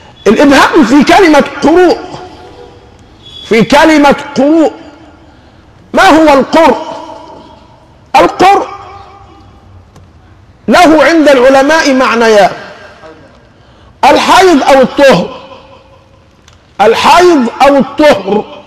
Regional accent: Egypt; السهل جدا عندنا كمصريين بنتكلم في حاجتين

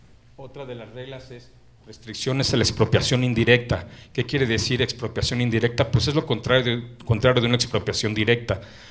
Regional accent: Mexico City, Mexico; Pero yo soy oriundo de la Ciudad de México, así es que me da un gusto enorme estar en mi ciudad

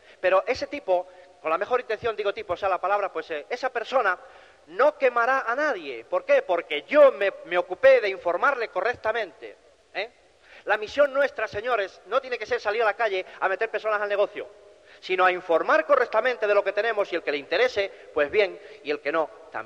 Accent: Cantabria, Spain; yo precisamente no me he trasladado de Cantabria aquí para convencerte de nada

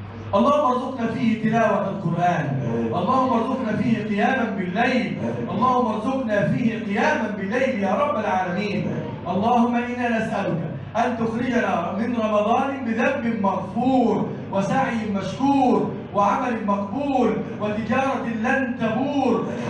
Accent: Egypt; اللهم احفظ بلدنا مصر وسائر بلاد المسلمين.

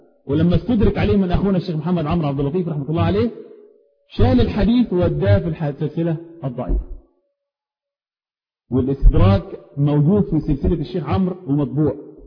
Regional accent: Upper Egypt, Egypt; انا رجل صعيدي معذرة جاي من اخر الخط.

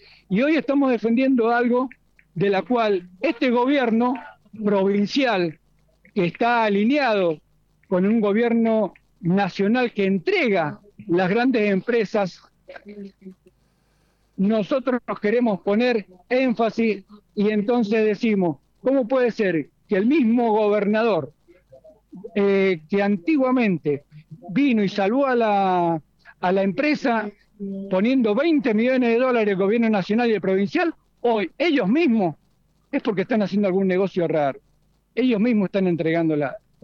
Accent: Mendoza, Argentina; Sí, como mendocino me siento realmente muy dolido

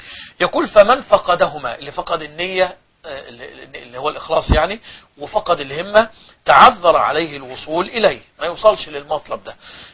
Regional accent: Egypt; عندنا في مصر الأيام الماضية

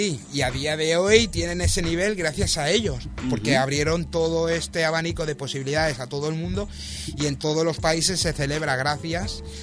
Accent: L'Hospitalet de Llobregat, Catalonia, Spain; cuando a la gente le digo que vengo de Hospitalet

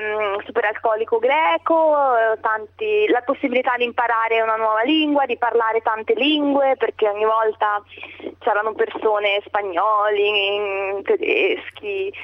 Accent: Ancona, Marche, Italy; now in Greece; Di dove sono? Io sono di Ancona.

